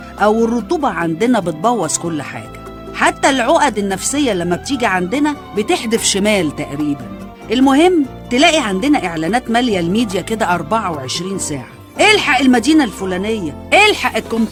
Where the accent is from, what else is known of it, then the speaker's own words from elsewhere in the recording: Egypt; المرض اللي بيصيبنا احنا كمصريين مع استمرار الاعتياد على الزحمة والخنقة والحر